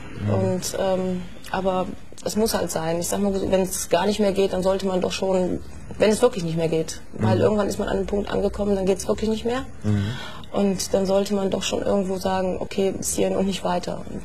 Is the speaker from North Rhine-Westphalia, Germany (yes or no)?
yes; Niederkrüchten, North Rhine-Westphalia, Germany; Ich komme aus Niederkrüchten.